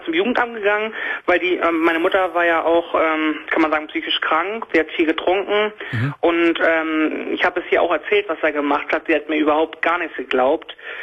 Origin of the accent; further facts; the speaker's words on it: Schleswig-Holstein, Germany; Ich komme eigentlich aus Schleswig-Holstein, deswegen finde ich deine Radiosendung nicht.